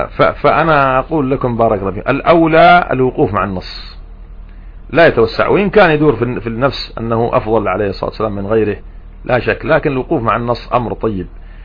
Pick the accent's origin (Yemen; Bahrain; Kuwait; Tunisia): Yemen; والله عندنا في اليمن، أنا أحكي لكم عما نعاني في اليمن